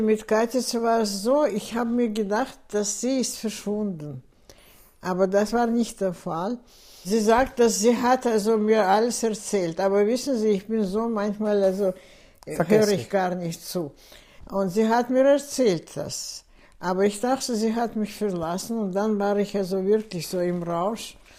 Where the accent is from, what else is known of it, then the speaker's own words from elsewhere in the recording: Baku, Azerbaijan; moved away; dann das Haus, wo ich geboren bin. Baku ist eine sehr schöne Stadt.